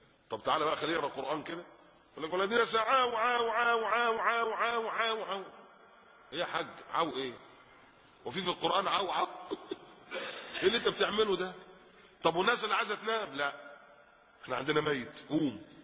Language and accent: Arabic; Egypt; now in Qatar; الحمد لله انتم ما عندكوش الكلام ده من فضل الله هنا في قطر. عندنا في مصر بقى انصب شادر.